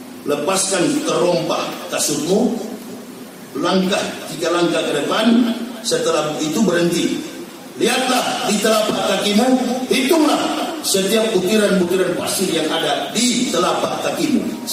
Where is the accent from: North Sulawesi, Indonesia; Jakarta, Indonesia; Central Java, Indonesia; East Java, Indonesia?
North Sulawesi, Indonesia; Manado; Saya orang Manado, orang Sulawesi.